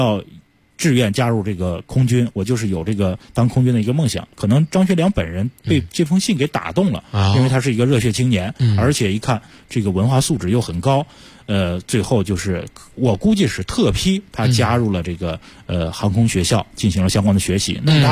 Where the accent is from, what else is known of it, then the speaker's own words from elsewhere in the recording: Jilin, China; 因为是我的老乡、